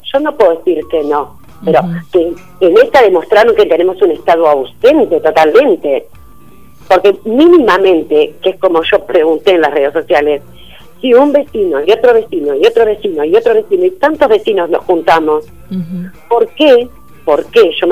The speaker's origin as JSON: {"language": "Spanish", "region": "Corrientes", "country": "Argentina", "said": "¿Pero qué tiene que ver que sea correntino?"}